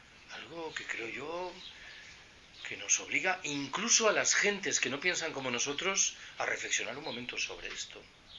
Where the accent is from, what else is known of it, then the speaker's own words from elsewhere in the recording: Galicia, Spain; Yo soy gallego. En Galicia se dice de eso de Betanzos.